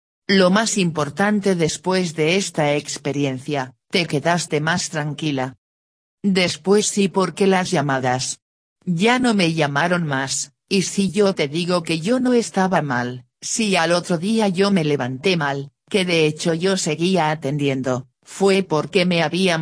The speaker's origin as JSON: {"language": "Spanish", "town": "Capilla del Monte", "region": "Córdoba", "country": "Argentina", "tie": "born there", "said": "yo nací en Capilla del Monte y te puedo asegurar que no sé lo que es el cerro."}